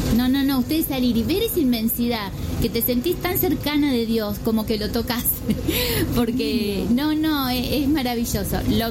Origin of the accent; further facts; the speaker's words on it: Santa Fe, Argentina; de Ciudad de Santa Fe, provincia de Santa Fe, Ciudad de Santa Fe, capital.